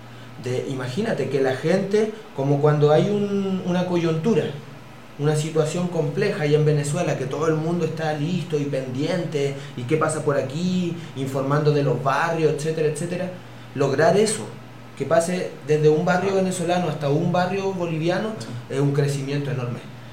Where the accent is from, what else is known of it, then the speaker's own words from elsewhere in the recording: Chile; porque uno como es chileno, siempre te preguntan